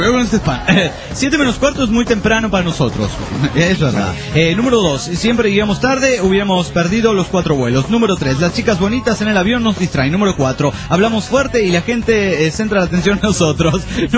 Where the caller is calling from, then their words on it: Oaxaca, Mexico; de Oaxaca, México.